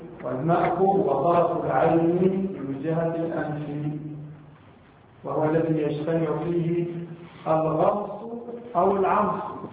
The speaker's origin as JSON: {"language": "Arabic", "country": "Egypt", "said": "مثلا عندنا في مصر نقلب احيانا الضاد الى الراء"}